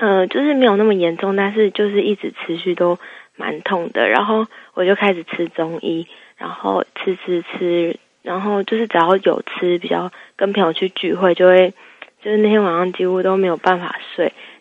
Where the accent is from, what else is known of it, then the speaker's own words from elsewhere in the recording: Taipei, Taiwan; 我学校在新竹，然后我的朋友也都在新竹，所以可是因为我是台北人，然后我因为要打工的关系，我就都住在台北